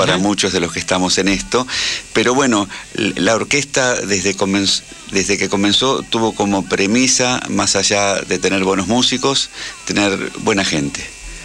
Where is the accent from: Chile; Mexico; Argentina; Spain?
Argentina; porque somos argentinos